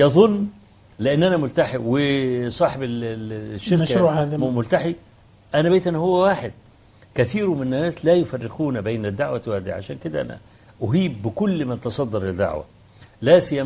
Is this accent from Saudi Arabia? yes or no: no; Kafr El Sheikh, Kafr El Sheikh Governorate, Egypt; أول ما جيت في بلدي كفر الشيخ